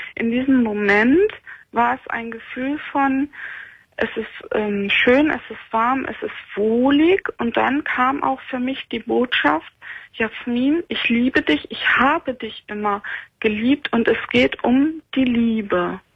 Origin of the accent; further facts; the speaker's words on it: North Rhine-Westphalia, Germany; moved away as an adult; now in Northern Germany; Ich bin dann also aus dem Ruhrgebiet weggezogen, bin nach Norddeutschland gezogen, 2008 war